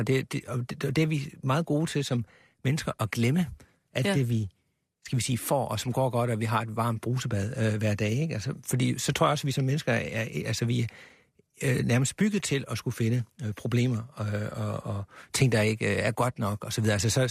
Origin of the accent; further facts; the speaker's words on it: Sønderborg, Region of Southern Denmark, Denmark; jeg er opvokset i Sønderborg, og jeg har en del af min familie bor i Tyskland, og jeg har utallige gange som barn skulle ind over den her grænse